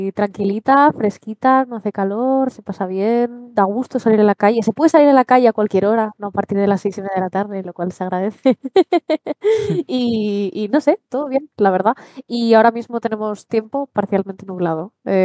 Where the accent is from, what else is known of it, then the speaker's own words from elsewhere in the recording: Gijón, Asturias, Spain; Yo vuelvo a estar en mi tierra, en Asturias, concretamente en Gijón.